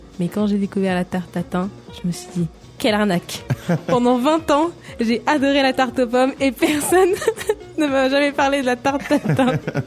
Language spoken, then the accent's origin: French; France; On peut pas, en tant que Français, je vous le dis, on peut pas rester sur une note salée.